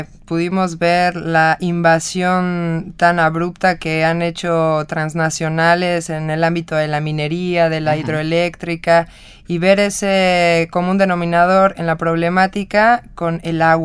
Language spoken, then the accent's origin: Spanish; Nayarit, Mexico; nosotros salimos del estado de Nayarit, el cual es costa occidente. Digamos que más o menos está casi a la mitad del país.